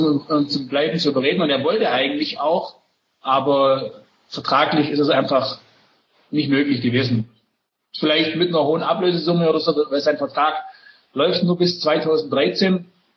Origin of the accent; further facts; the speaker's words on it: Nürtingen, Baden-Württemberg, Germany; ich bin bis vor 3 Jahren in Nürtingen oder war ich sesshaft in Nürtingen.